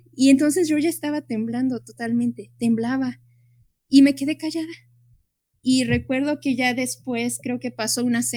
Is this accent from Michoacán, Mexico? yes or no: no; Acatzingo, Puebla, Mexico; yo fui a una escuela rural, yo soy originaria de Acatzingo